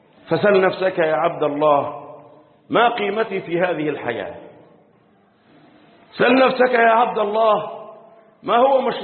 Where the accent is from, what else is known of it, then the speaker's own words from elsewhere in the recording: Egypt; اللهم احفظ بلدنا مصر